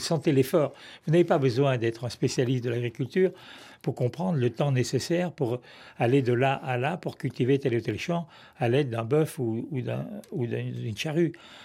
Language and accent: French; Annecy, Auvergne-Rhône-Alpes, France; born there; mon lieu de naissance, ma ville natale...